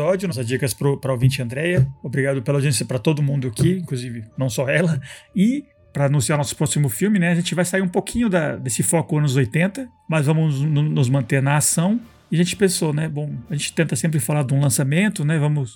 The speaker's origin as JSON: {"language": "Portuguese", "country": "Colombia", "tie": "born or raised there", "said": "eu cresci na Colômbia, né?"}